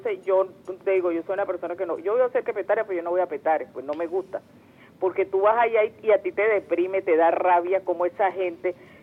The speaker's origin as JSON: {"language": "Spanish", "country": "Venezuela", "said": "yo como pueblo, como venezolana que soy, que quiero mi país"}